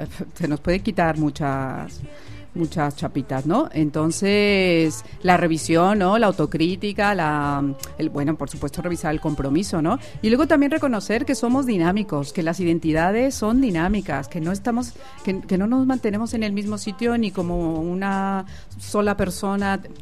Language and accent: Spanish; Mexico; now in Spain; Yo soy mexicana, llevo 13 años también viviendo en España.